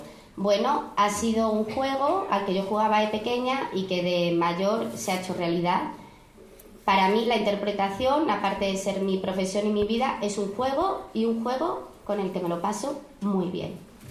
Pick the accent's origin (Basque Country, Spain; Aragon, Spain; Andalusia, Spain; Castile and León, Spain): Andalusia, Spain; Córdoba; Yo soy cordobesa, se me nota. Digo yo, ¿no?, que me lo estáis notando. Lo que pasa ahora es que con todos mis trabajos como que me tengo que ir quitando el acento. Soy cordobesa